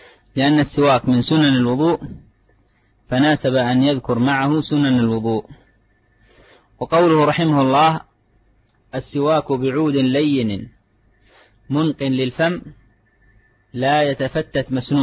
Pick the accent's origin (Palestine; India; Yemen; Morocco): Yemen; هذا موجود عندنا في اليمن